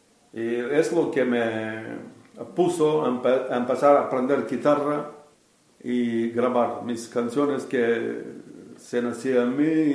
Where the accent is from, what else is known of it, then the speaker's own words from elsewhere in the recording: Bulgaria; Spanish is a second language; now in Spain; soy de Bulgaria. En España soy de casi 14 años.